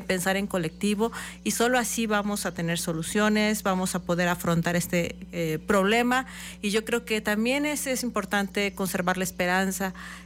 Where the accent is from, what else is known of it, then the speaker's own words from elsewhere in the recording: Mexico; hay que regresar a conocer nuestras raíces como mexicanos, de nuestros pueblos indígenas